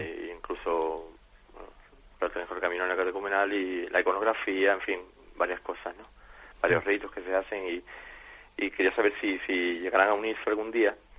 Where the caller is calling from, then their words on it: Jerez de la Frontera, Andalusia, Spain; de Jerez.